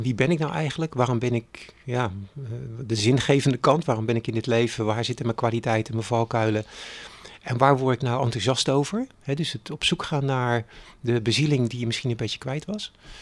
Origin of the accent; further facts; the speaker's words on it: Capelle aan de IJssel, South Holland, Netherlands; also born or lived in Delft; 61 jaar. Ik heb 3 kinderen. Ik kom uit Capelle aan de IJssel. Ik ben in Delft geboren. Ik ben de jongste van een gezin van 4. Dus mijn wortels liggen in Delft.